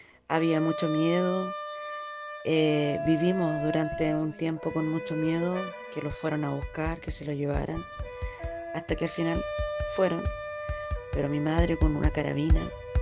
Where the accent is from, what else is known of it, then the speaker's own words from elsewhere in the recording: Chillán, Ñuble, Chile; soy de Chillán